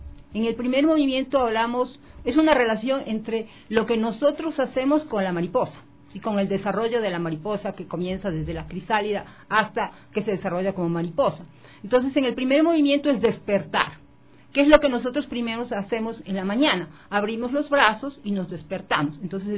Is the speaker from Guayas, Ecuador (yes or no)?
yes; Guayaquil, Guayas, Ecuador; yo me crié en la costa, en Guayaquil, por eso considero que soy 100% producto ecuatoriano. Mis padres son de Quito y de Riobamba, mis abuelos son de Chone, entonces yo no puedo decir que no soy ecuatoriano, soy 100% ecuatoriano